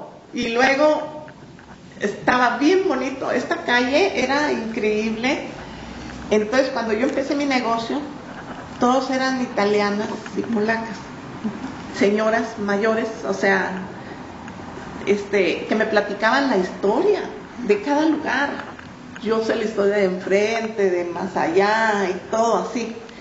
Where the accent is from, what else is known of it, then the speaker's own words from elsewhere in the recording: Mexico; now in Chicago, United States; Pero si te has fijado, qué difíciles somos los mexicanos de sacar de un lugar.